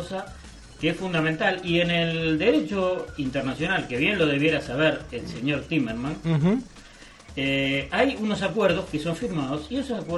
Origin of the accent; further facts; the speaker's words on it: Uruguay; Porque somos uruguayos.